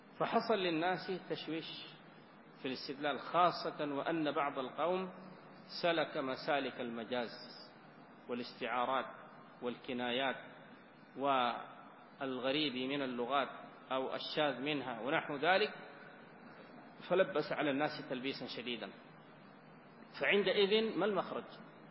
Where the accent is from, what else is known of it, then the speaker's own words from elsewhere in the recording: Sudan; وإن كان بلدنا السودان يعني فقيرا من مثل هذه المخطوطات